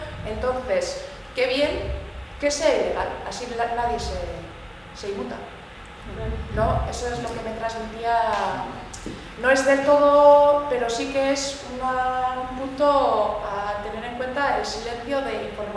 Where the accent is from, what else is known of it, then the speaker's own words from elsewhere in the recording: Bilbao, Basque Country, Spain; yo soy de Bilbao y yo vivía en Recalde